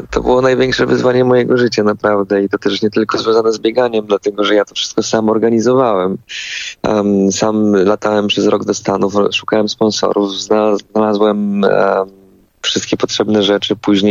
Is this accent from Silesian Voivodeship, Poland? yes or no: yes; Toszek, Silesian Voivodeship, Poland; Ja pochodzę z Toszka, z takiej małej miejscowości na Śląsku